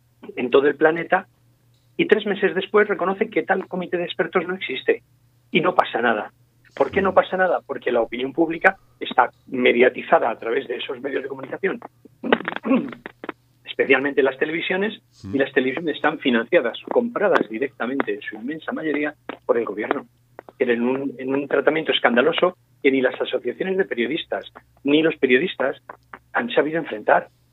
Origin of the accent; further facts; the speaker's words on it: Spain; Los primeros interesados en que España salga adelante somos los españoles